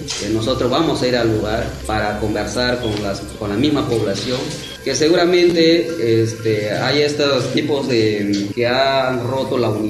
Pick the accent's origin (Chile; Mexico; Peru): Peru; somos peruanos tan igual como todos que estamos aquí.